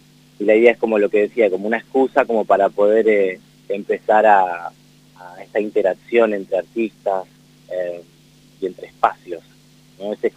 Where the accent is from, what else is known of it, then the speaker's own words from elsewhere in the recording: La Matanza, Buenos Aires Province, Argentina; oriundo, sí, en La Matanza, ciudad de Evita, en Buenos Aires, provincia de Buenos Aires.